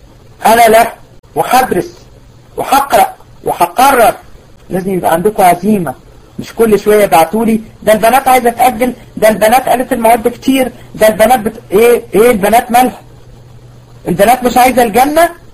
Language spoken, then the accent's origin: Arabic; Egypt; احنا كميه موت الفجأة اللي بقت عندنا في مصر غير طبيعيه